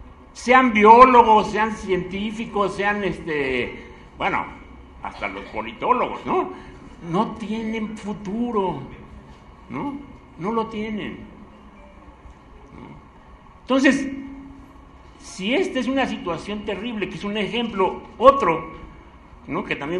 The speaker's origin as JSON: {"language": "Spanish", "region": "Mexico City", "country": "Mexico", "tie": "born or raised there", "said": "Pero bueno, yo allí crecí, en la Guerrero."}